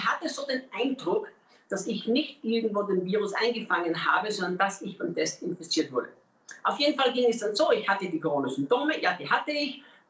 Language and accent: German; Austria; now in Brazil; Als Österreicher schlägt mein Herz ja für die deutschsprachige Welt. Und ich lebe ja nicht in Brasilien, weil irgendwann das mal meine Idee war, sondern weil Gott uns ganz klar hier in dieses Land gerufen hat.